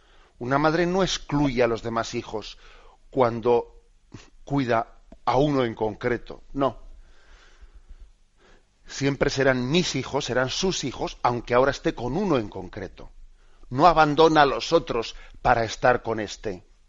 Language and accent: Spanish; Basque Country, Spain; que sabéis que un servidor, que yo soy vasco, ¿no? Pues en el idioma vasco no se suele decir mi padre o mi madre